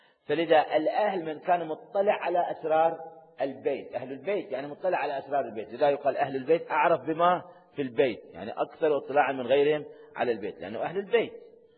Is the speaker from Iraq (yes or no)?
yes; Iraq; فأنتم من العراقيين وأنا عراقي، فنتكلم باللغة العراقية